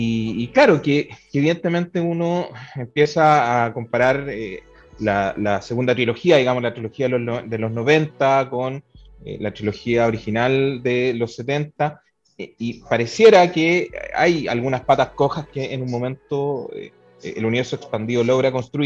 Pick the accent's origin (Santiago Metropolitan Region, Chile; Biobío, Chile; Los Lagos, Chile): Santiago Metropolitan Region, Chile; Peñaflor; Pero yo también vengo de Peñaflor. Peñaflor había un cine, que era un cine de Peñaflor